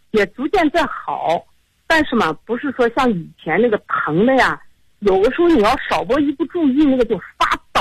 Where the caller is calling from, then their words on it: Urumqi, Xinjiang, China; 我是新疆的你的听众。